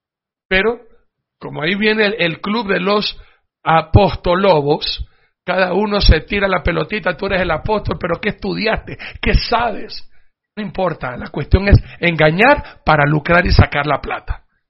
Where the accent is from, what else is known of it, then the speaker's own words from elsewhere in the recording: Ecuador; Miren, como ecuatoriano a mí me duele el corazón